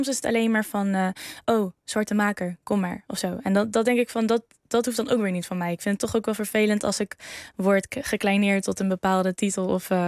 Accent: Arnhem, Gelderland, Netherlands; Ik kom uit Arnhem-Zuid. Opgegroeid met mijn moeder en mijn oudere broer. Wij komen wel uit een ja, wat minder bevoorrecht gezin.

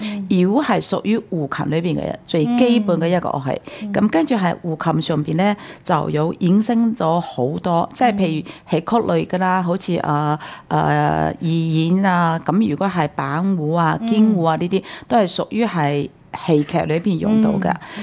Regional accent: Taiwan; 因為我啲嗰陣時我喺台灣長大，學習的過程之中咧係比較艱辛啲嘅

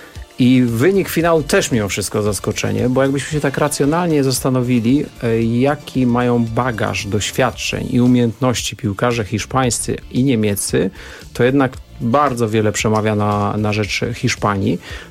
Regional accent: Złotoryja, Lower Silesian Voivodeship, Poland; Ja jestem ze Złotoryi, która jest pod Legnicą

